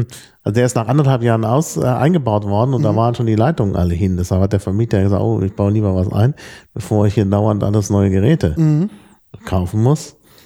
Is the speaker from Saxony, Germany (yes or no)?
no; Dortmund, North Rhine-Westphalia, Germany; Insbesondere da, wo ich aufgewachsen bin in Dortmund, da gab es dann Mineralwasser.